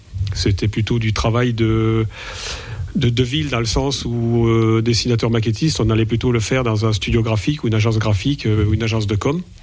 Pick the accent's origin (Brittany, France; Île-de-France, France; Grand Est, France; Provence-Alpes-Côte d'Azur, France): Grand Est, France; La Bresse; Je suis originaire de la Bresse.